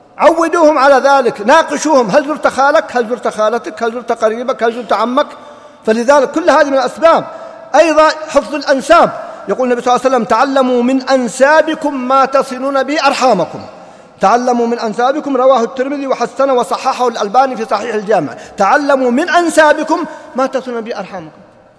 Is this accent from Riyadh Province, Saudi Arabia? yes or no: yes; Riyadh, Riyadh Province, Saudi Arabia; يوم من الأيام وقع حادث عندنا في الرياض